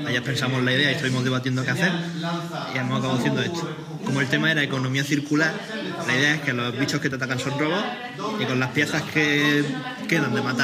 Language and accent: Spanish; Granada, Andalusia, Spain; De aquí, de Granada.